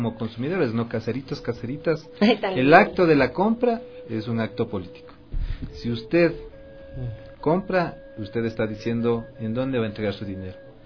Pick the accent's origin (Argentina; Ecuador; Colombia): Ecuador; cuidando nuestra identidad como ecuatorianos, como ecuatorianas.